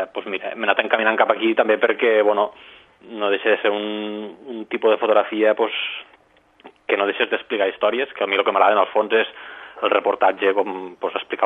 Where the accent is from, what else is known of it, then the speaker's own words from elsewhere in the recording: Lleida, Catalonia, Spain; also born or lived in Barcelona; quan vaig vindre a estudiar aquí a Barcelona, jo soc de Lleida, nascut aquí a Barcelona, però soc de Lleida tota la vida, doncs vaig vindre cap aquí